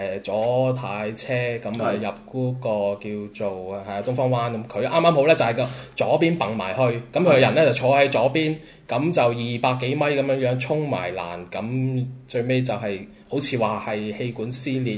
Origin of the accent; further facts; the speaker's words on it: Macau; 我諗作為澳門人，大家都感受得到㗎啦。